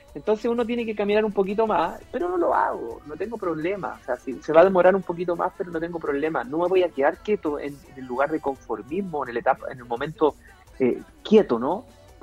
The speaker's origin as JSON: {"language": "Spanish", "country": "Chile", "said": "a nosotros como chilenos nos cuesta un poquito más."}